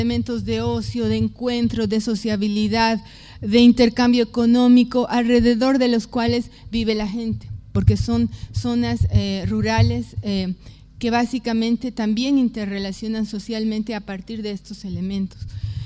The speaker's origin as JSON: {"language": "Spanish", "country": "Bolivia", "said": "pero no en mi país, no en Bolivia, sino del otro lado"}